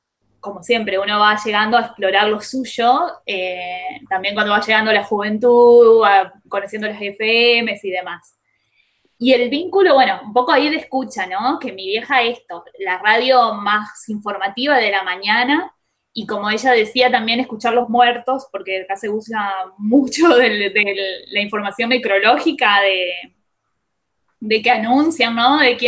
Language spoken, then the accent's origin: Spanish; Paraná, Entre Ríos, Argentina; yo soy de acá, de Paraná.